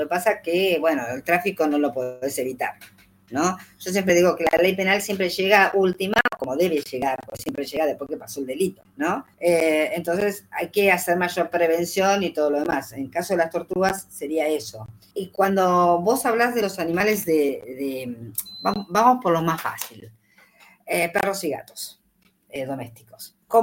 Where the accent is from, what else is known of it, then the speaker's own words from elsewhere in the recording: Córdoba, Argentina; yo me crié en un pueblo en Córdoba con 1.200 metros en la casa de mi abuelo.